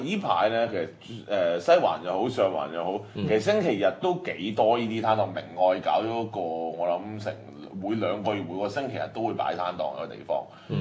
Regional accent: Hong Kong; 其實係即係某程度上我哋香港人都有啲責任啫

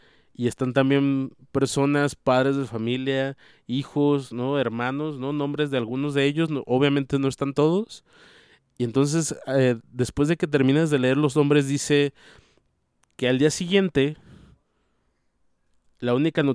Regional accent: Mexico; bueno, al menos como mexicano, que aunque no sepas mucho

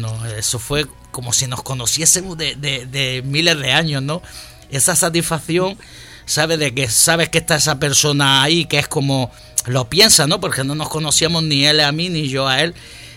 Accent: Andalusia, Spain; No, pero no de Londres, de London, un barranco de allí de Granada, de esos de debajo de la sierra, de Sierra Nevada, de estos que tiene 2.000 o 3.000 metros de altitud, pues un barranco de eso, de London el barranco.

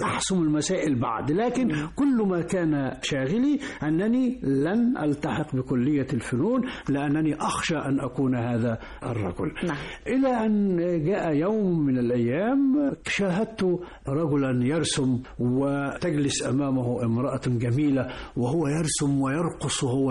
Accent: Mansoura, Dakahlia, Egypt; انت منين؟ قلت له: من المنصورة.

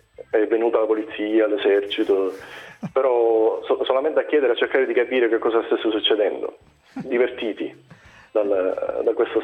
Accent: Trapani, Sicily, Italy; born there; also born or lived in Palermo; io sono nato a Trapani, 100 km da Palermo.

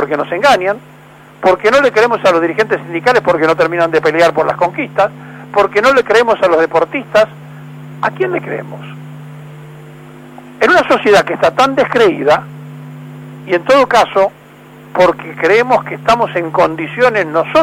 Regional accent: Argentina; porque además somos argentinos.

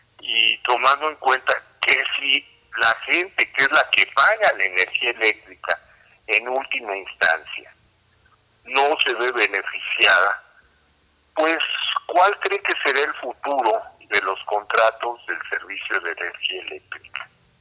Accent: Mexico; Para beneficio de nosotros los mexicanos y para nosotros mismos como mexicanos.

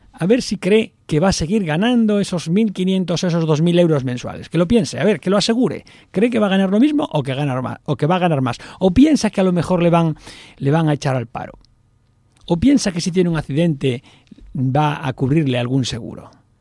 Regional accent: Spain; ¿Es que somos tontos los españoles? No.

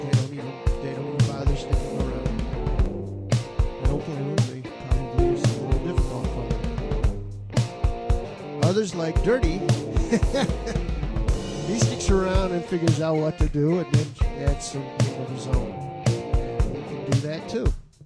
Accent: Phoenix, Arizona, United States; And I speak English. I'm American. I come from the USA, Phoenix, Arizona.

